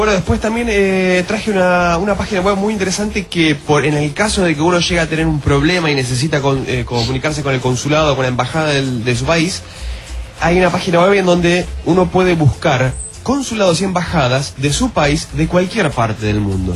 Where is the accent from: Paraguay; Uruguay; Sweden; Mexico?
Uruguay; soy uruguayo, le dije al chabón.